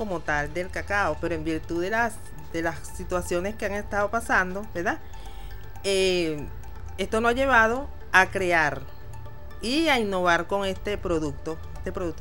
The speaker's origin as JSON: {"language": "Spanish", "town": "Barlovento", "region": "Miranda", "country": "Venezuela", "said": "soy artesana chocolatera, vengo de Barlovento, Miranda."}